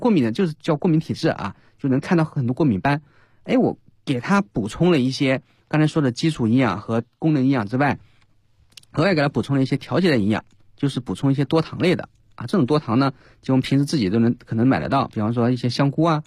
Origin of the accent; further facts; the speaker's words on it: China; 所以我们中国人比较缺而已